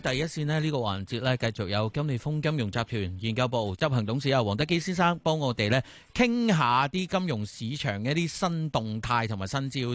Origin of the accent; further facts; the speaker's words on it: Guangdong, China; 我哋广东人啊，食烧味咁样，